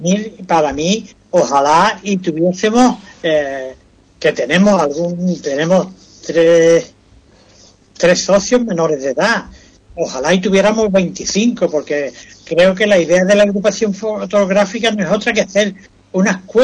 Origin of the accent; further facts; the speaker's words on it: Ubrique, Andalusia, Spain; Nosotros somos de Ubrique y tenemos que promocionar Ubrique fotográficamente hablando.